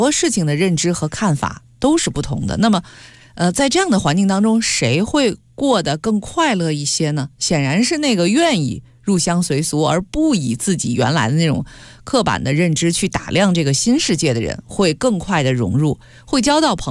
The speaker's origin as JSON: {"language": "Chinese", "region": "Beijing", "country": "China", "tie": "born or raised there", "said": "我记得就在北京，因为我是老北京人啊"}